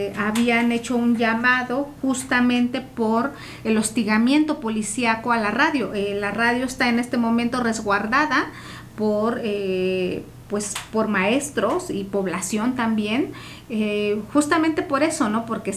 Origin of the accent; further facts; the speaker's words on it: Oaxaca, Mexico; lo que somos realmente, ¿no? Como oaxaqueños, como oaxaqueñas.